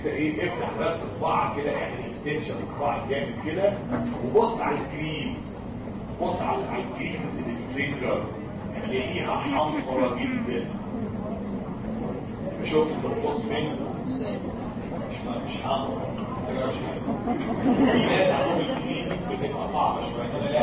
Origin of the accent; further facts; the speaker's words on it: Egypt; ان الكونشاكتايفا عندنا في مصر بايظه